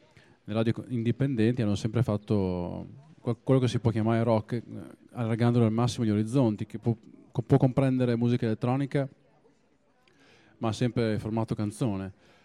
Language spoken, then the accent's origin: Italian; Emilia-Romagna, Italy; Tutta l'Emilia Romagna, compresa Reggio Emilia e anche il mio paesino, aveva due radio locali